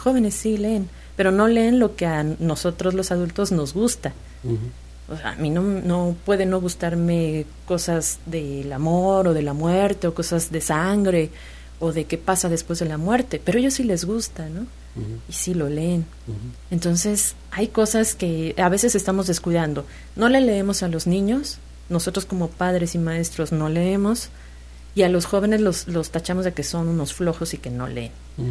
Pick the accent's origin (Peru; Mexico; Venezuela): Mexico; como sociedad, como mexicanos, no nos preocupamos por el otro.